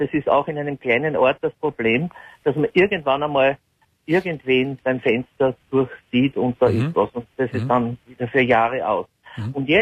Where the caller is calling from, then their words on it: Lower Austria, Austria; Na, noch weiter, ich bin aus Niederösterreich.